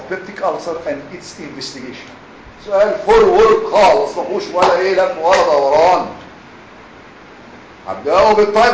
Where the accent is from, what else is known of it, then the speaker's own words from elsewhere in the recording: Egypt; بالرغم احسن ناس عندنا في مصر